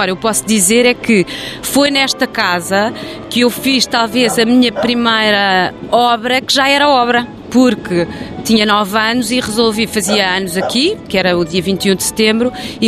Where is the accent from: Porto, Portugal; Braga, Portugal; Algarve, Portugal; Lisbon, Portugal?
Lisbon, Portugal; eu nasci em Lisboa, nunca tive aquela experiência, aliás tinha imensa inveja quando era miúda daquela experiência do campo e das pessoas que diziam que iam passar fins de semana à terra, porque acho que nunca tive terra.